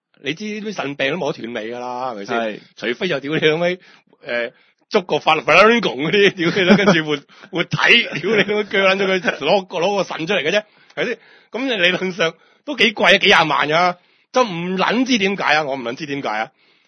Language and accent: Cantonese; Hong Kong; 我哋話生存喺香港呢，我哋香港人呢真係都覺得應該有啲幾開心㗎